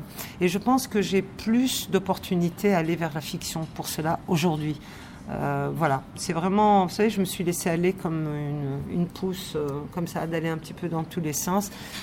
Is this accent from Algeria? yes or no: yes; Algeria; je n'avais pas bénéficié de ce genre de film pour me construire en tant qu'Algérienne, vraiment.